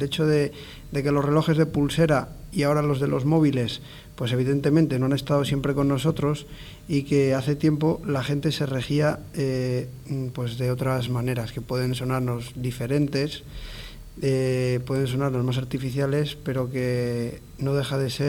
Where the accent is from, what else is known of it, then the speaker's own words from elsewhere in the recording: Castile, Spain; por ejemplo, de donde yo vengo, hay pueblos castellanos que la gente va a rezar, pues a rezar vísperas, va a rezar completas, va a rezar laudes, ¿no?